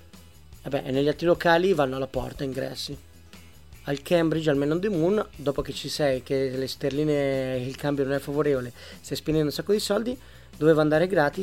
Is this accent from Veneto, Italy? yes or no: no; Milan, Lombardy, Italy; ed ero a Dublino e io vengo da Milano